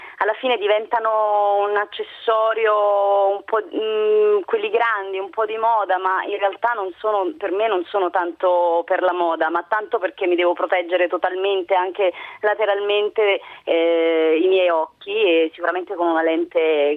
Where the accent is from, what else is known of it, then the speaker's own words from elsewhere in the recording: Naples, Campania, Italy; Io poi da napoletana, ovviamente chi non ama il mare